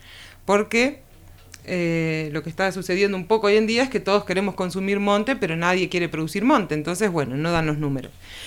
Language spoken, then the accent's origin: Spanish; Buenos Aires, Argentina; born there; now in Villa de las Rosas, Argentina; yo nací en Capital Federal, en Buenos Aires, en el año 2011 me voy a vivir a Tras la Sierra, a Villa de las Rosas